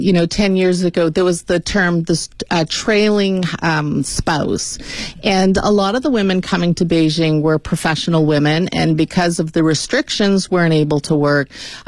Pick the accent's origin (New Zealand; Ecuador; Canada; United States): Canada; I'm Canadian, like Kelly.